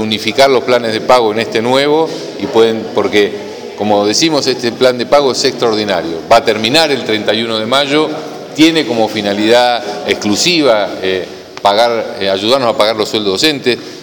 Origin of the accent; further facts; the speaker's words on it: Bahía Blanca, Buenos Aires Province, Argentina; Primero yo soy de Bahía y soy de las rutas, digamos.